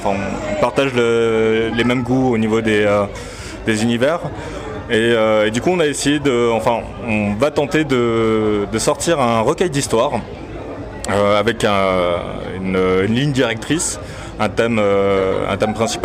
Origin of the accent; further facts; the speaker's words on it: Colmar, Grand Est, France; now in Strasbourg, France; Il est alsacien, on est basé sur Colmar. Et voilà, moi après j'habite sur Strasbourg, mais à la base je suis de Colmar.